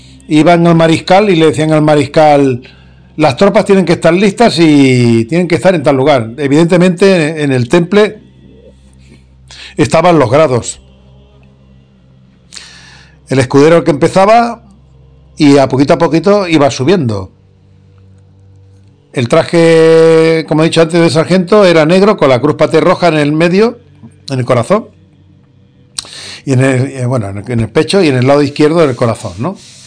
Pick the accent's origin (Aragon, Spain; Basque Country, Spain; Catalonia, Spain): Catalonia, Spain; Barcelona; Pero soy barcelonés. Nací en Barcelona en el año 1962. Y defiendo Cataluña.